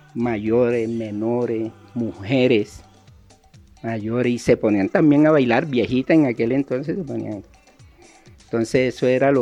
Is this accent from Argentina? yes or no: no; Cartagena, Bolívar, Colombia; born there; en Cartagena, te hablo de Cartagena porque es la ciudad donde nací